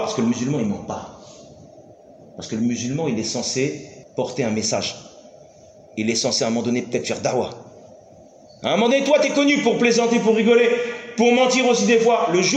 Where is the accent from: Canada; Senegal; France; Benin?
France; nous on vient de France, on vient d'Europe.